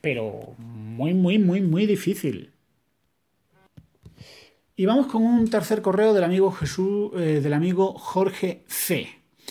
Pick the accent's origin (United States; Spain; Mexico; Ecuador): Spain; yo como español lo veo como tarifa de datos es cara